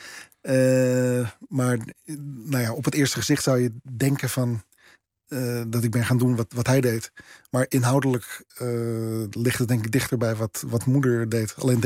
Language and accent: Dutch; Netherlands; Nou ja, ik ben een Nederlander. Ik heb een Nederlands paspoort. Ik ben hier geboren. Maar niet. Ja, niet op dezelfde manier als als zeg maar niet-Joodse witte Nederlanders.